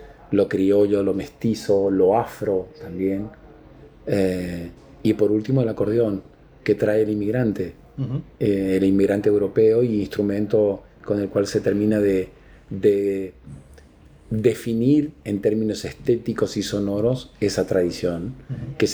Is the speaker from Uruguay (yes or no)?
no; Apóstoles, Misiones, Argentina; yo soy argentino, soy más argentino que el mate. Por más que tenga ese apellido, estoy como totalmente fundido a la tierra donde nací, Apóstoles, Misiones